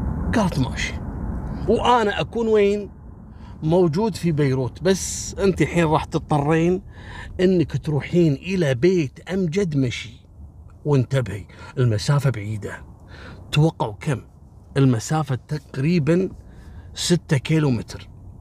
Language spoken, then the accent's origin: Arabic; Kuwait; أذكر قصة عسكري في مجرم صارت عندنا في الكويت